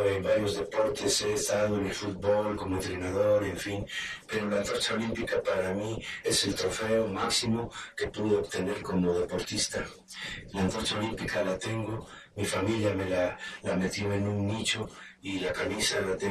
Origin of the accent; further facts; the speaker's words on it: Orizaba, Veracruz, Mexico; eso eran las curvas arriba de Maltrata, soy de Orizaba, entonces no había autopista